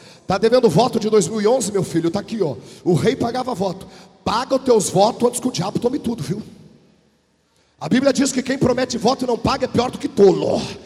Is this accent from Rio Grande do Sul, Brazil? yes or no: yes; Rio Grande do Sul, Brazil; eu sou gaúcho.